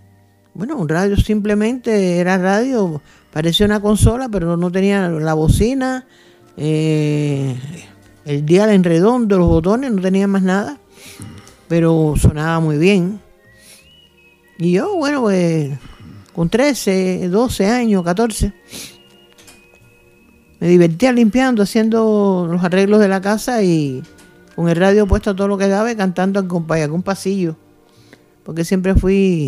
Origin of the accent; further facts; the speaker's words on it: Havana, Cuba; soy natural de la ciudad de La Habana, Cuba. Me crié en un barrio de los tantos que había en Marianao, Buenavista, un barrio no humilde, regular, había muchos españoles.